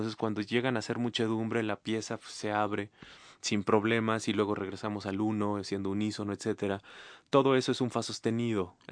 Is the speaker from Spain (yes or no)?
no; Bolivia; moved away; Yo soy boliviano y no estoy en Bolivia.